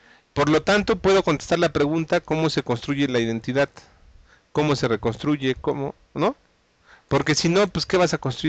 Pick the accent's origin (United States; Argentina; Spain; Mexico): Mexico; yo soy papá, yo soy hijo, yo soy mexicano, yo soy investigador, yo soy politécnico